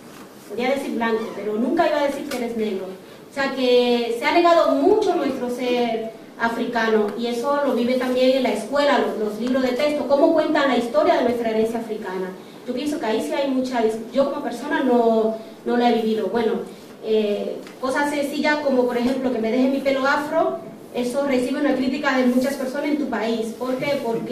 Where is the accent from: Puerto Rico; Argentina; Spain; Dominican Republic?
Dominican Republic; sí hay mucha discriminación en mi país. Y lo escucha en los refranes populares. La República Dominicana es un país donde